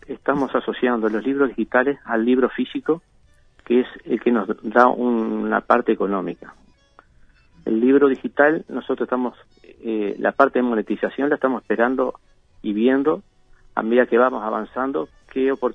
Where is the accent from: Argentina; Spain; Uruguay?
Uruguay; Maldonado; a pesar que yo soy nativo de acá de Maldonado